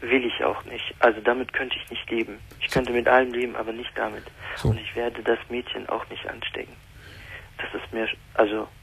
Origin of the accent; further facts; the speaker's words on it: Germany; in die türkische Kultur, aber auch in dem deutschen Kultur, wo ich aufgewachsen bin